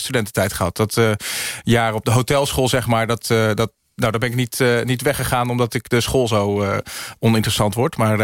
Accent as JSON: {"language": "Dutch", "town": "Dronten", "region": "Flevoland", "country": "Netherlands", "tie": "born or raised there", "said": "Ik heb daar maar 9 maanden gewoond van mijn leven. We zijn vrij vlot verhuisd naar Dronten. Okay. Tenminste, mijn ouders verhuisd. Ik moest mee. Ik had daar relatief weinig keuze in met 9 maanden. En ik ben opgegroeid in Dronten."}